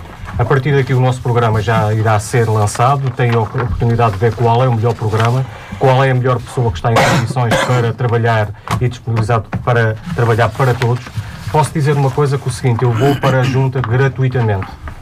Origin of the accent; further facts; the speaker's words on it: Famalicão da Nazaré, Leiria, Portugal; born there; com amor a Famalicão, é a terra onde eu nasci